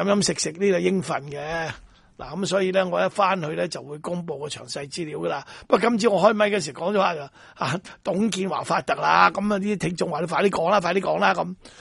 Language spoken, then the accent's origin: Cantonese; Hong Kong; 我哋香港人咧，即係市區人啦